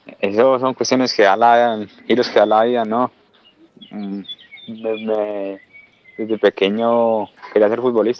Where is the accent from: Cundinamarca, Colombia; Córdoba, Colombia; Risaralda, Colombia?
Cundinamarca, Colombia; Soacha; also born or lived in Bogotá; yo nací en Bogotá, en el hospital de Osa, pero me crié en Soacha.